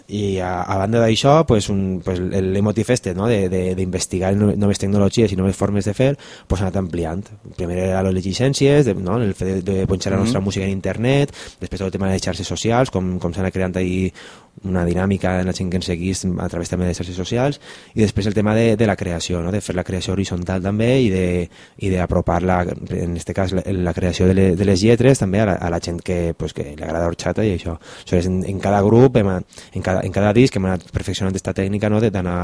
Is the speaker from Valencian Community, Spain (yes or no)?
yes; Valencian Community, Spain; som de València i pues, bueno, també tenim una tradició musical molt potent